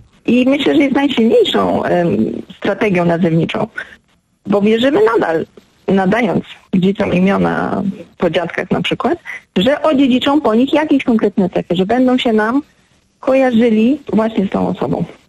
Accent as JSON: {"language": "Polish", "town": "Gdańsk", "region": "Pomeranian Voivodeship", "country": "Poland", "said": "ja jestem z Gdańska i jestem z tym miastem bardzo związana."}